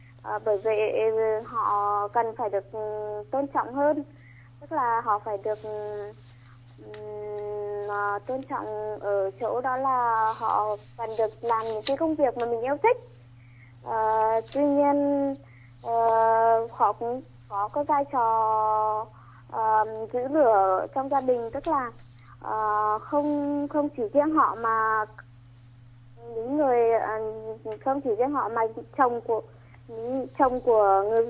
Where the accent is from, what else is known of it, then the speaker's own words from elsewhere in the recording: Thanh Chương, Nghệ An, Vietnam; Em đến từ Thanh Chương, Nghệ An ạ.